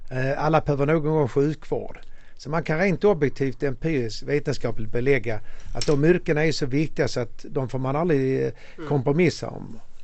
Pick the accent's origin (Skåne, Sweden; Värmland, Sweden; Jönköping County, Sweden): Skåne, Sweden; Malmö; also born or lived in Ystad / Genarp; now in Stockholm, Sweden; Jag gick på samma skola alla 9 åren, Röforskolan i Malmö. Jag är född och uppvuxen i Malmö. Man har bott i Ystad och i Genap och Stockholm sedan 20 år tillbaka.